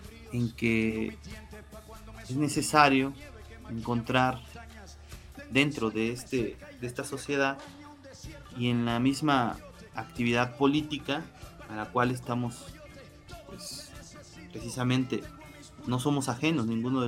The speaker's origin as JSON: {"language": "Spanish", "country": "Mexico", "said": "Y al parecer todos sabemos que somos mexicanos, ¿no? No solamente por que nacimos en México"}